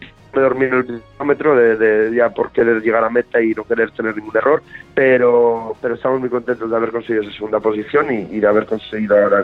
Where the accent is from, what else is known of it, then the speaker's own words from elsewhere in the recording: Asturias, Spain; moved away; somos asturianos, aunque ya llevamos muchísimos años aquí viviendo en Andalucía, medio andaluces ya